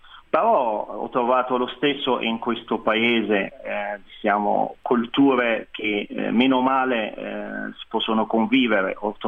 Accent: Beni Mellal, Béni Mellal-Khénifra, Morocco; Italian is a second language; Sono di Beni Mellal, è una città a piedi di montagna, distante da Casablanca di 200 chilometri.

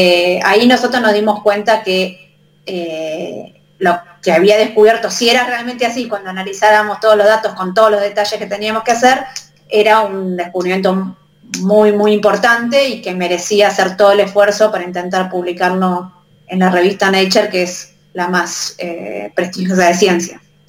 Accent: Argentina; los primeros autores somos todos argentinos.

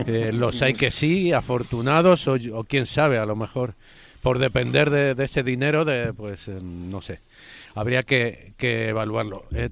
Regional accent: Madrid, Community of Madrid, Spain; Yo soy de San Blas

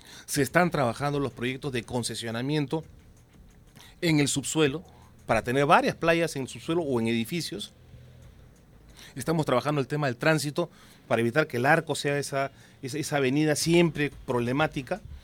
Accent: Peru; tengamos un punto de encuentro como peruanos para evitar que el terrorismo regrese al Perú

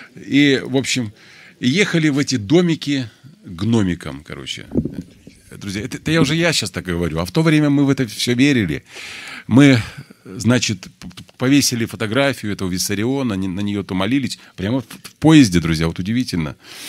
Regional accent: Belarus; Я, говорю, с Белоруссии приехал и знаю, а вы не знаете.

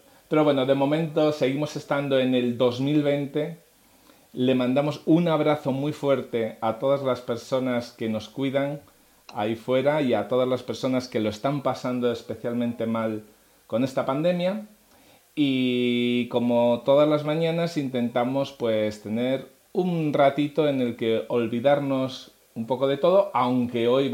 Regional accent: Asturias, Spain; Yo como soy asturiano, pues se me da bien, porque puedo decirles vecines sin ningún problema.

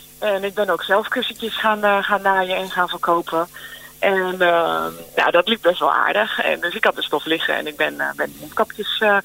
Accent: Delft, South Holland, Netherlands; now in Den Hoorn, Netherlands; Ja, ik kom oorspronkelijk uit Delft. En ik woon nu in Den Hoorn. Ja, dat is echt vlakbij Delft.

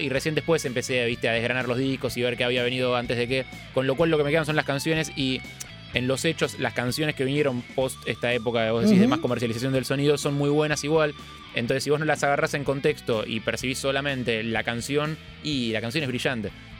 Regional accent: Avellaneda, Buenos Aires Province, Argentina; Yo soy de Avellaneda y de pequeño mi viejo me hizo de Racing.

